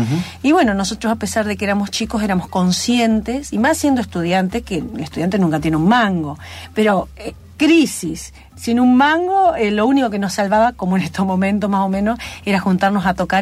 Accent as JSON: {"language": "Spanish", "town": "Venado Tuerto", "region": "Santa Fe", "country": "Argentina", "also_born_or_lived": "Buenos Aires", "moved": "as an adult", "said": "Y yo soy de Venado Tuerto, vecino, ¿viste?"}